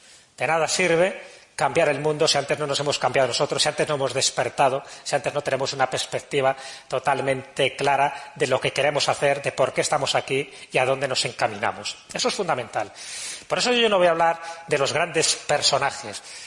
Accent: Valladolid, Castile and León, Spain; me siento en mi tierra, en Valladolid.

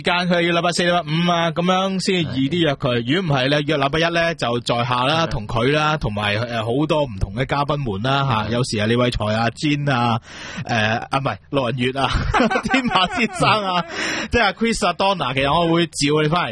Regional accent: Hong Kong; 我哋香港人咧冇我哋嘅政治包袱啦，又我哋冇我哋嘅道德包袱啦

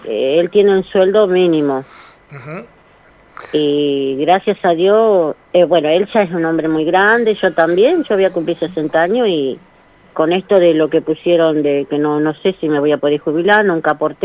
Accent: Formosa, Argentina; now in Monte Grande, Argentina; Vinimos como casero y de Formosa

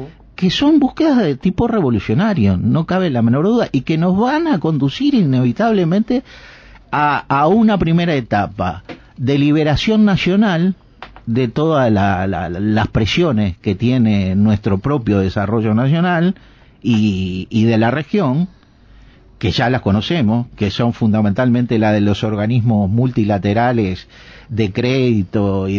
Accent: Neptunia, Canelones, Uruguay; Es de Parque del Plata, yo soy de Neptunia.

